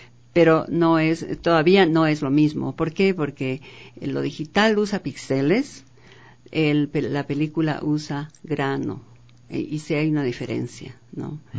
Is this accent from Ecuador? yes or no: yes; Sangolquí, Pichincha, Ecuador; Yo nací en Sangolquí, mi madre era sangolquileña, y entonces yo tengo mucho amor a Sangolquí todavía, aunque yo no he vivido ahí desde los 9 años.